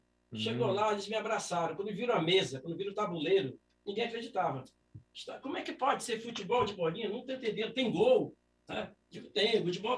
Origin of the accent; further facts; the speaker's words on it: Rio Grande do Sul, Brazil; O futebol é amazonense, só que eu sou gaúcho. Tá? E lá no Rio Grande do Sul a gente joga bolita lá.